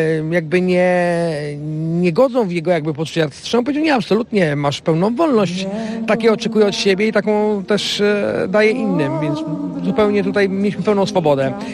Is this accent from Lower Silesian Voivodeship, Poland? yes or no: yes; Wrocław, Lower Silesian Voivodeship, Poland; sam jestem z Wrocławia